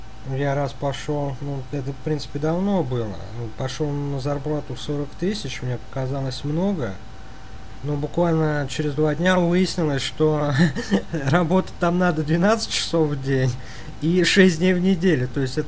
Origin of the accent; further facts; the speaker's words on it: Moscow Oblast, Russia; Ну, смотрите, как бы мы из Подмосковья, у нас ситуация, в общем-то, совершенно не лучше.